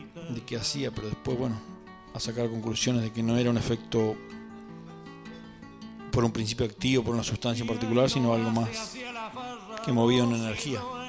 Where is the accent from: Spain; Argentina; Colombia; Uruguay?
Argentina; Cholila, Chubut; also born or lived in El Bolsón; trabajé en la zona de Cholila, que es mi lugar de origen, pero también me crié un poco acá en Bolsón.